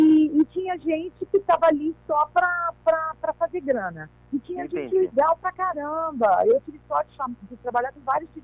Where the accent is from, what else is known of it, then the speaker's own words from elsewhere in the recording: São Paulo, Brazil; also born or lived in Rio Grande do Sul; eu fui criada em São Paulo, eu falo que eu sou paulista, eu adoro ser gaúcha.